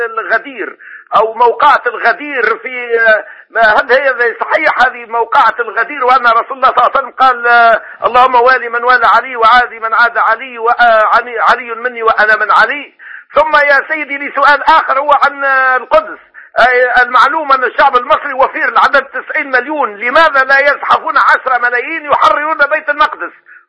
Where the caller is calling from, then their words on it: Tunisia; أنا من تونس